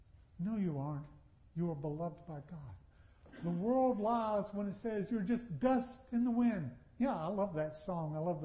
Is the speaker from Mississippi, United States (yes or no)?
no; Charlotte, North Carolina, United States; born there; And I would say, well, I was born in Charlotte, here in North Carolina.